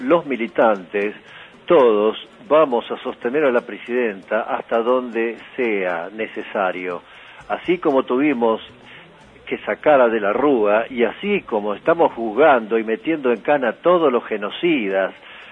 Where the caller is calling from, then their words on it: Buenos Aires, Argentina; de Mataderos.